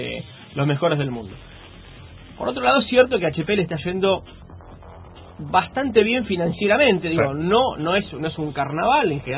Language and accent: Spanish; Argentina; porque en mi país